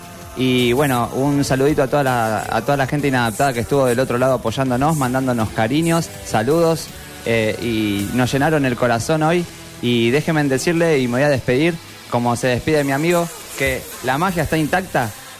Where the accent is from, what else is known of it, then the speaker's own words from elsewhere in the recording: Argentina; yo creo que siendo argentinos y teniendo tantos ídolos en nuestro país